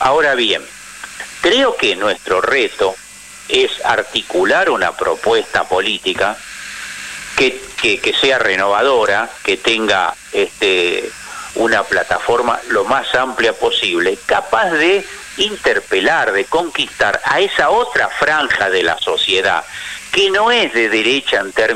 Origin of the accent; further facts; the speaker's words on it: Buenos Aires, Argentina; Yo, porque como soy porteño de ley, nací acá, amo mi ciudad